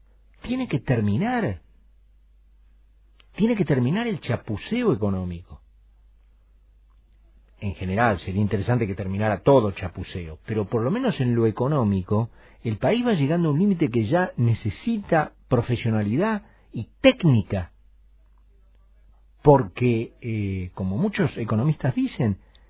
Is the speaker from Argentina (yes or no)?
yes; Argentina; Porque yo soy argentino y yo tengo que ser original.